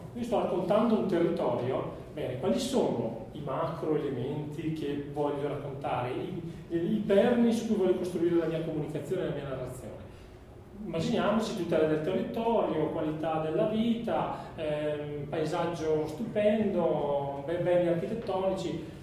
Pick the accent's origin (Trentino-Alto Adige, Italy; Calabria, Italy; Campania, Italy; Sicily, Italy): Trentino-Alto Adige, Italy; Trento; io sono di Trento, io sono andato a vedere il castello del Buon Consiglio alle elementari